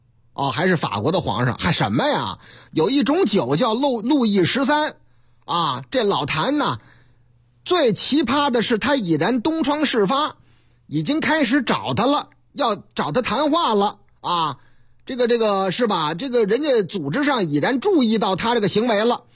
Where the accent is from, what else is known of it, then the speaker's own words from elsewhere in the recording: Shanghai, China; now in Beijing, China; 我老家，哎，上海，嗯，上海这个上海人家讲话啊